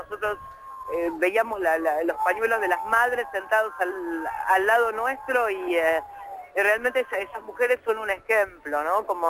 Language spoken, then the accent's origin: Spanish; Argentina; Hoy siento orgullo de ser argentina, hoy siento orgullo de que esto esté pasando aquí en mi país.